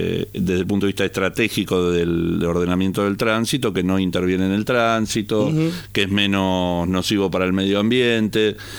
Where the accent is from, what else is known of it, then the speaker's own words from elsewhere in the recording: Buenos Aires, Argentina; born there; Yo soy porteño de nacimiento y tomo el subte una vez cada muerte obispo.